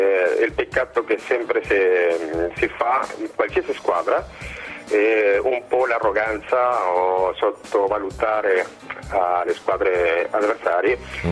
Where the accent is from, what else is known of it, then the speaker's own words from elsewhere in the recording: Uruguay; dopo la vincita di ieri del mio paese Uruguay